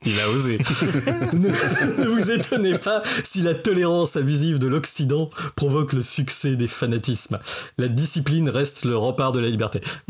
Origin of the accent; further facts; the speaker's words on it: France; Mais voilà, chez nous, en France, on a eu les associations